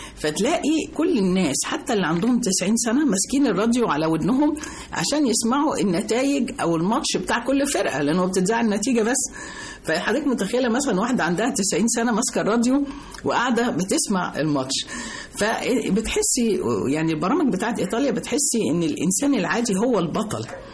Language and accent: Arabic; Egypt; فإحنا كمصريين الذاكرة الجماعية بتاعتنا, الدي ان ايه بتاعنا, التسجيل كله اللي جوانا هو مصري. احنا بلد النيل